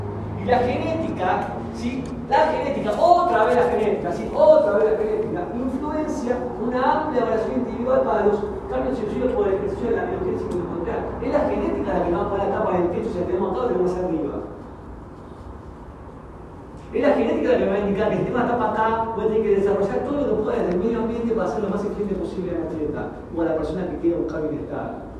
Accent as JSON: {"language": "Spanish", "region": "Misiones", "country": "Argentina", "tie": "born or raised there", "said": "Y mirá, yo nací en Misiones. Solamente hacía 10 kilómetros sin bicicleta todos los días para ir y volver a mi colegio."}